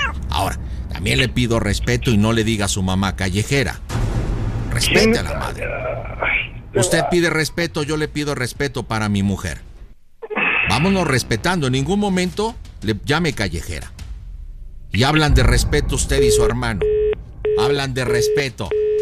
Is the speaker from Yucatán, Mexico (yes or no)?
no; Jalisco, Mexico; moved away; Yo soy de Jalisco, hace muchos años vine por acá